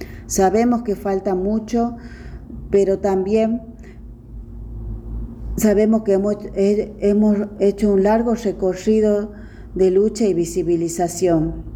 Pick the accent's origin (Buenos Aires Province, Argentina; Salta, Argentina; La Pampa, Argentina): Salta, Argentina; soy una india de Aguita lesbiana marimacha, he nacido y vivo en el territorio de Salta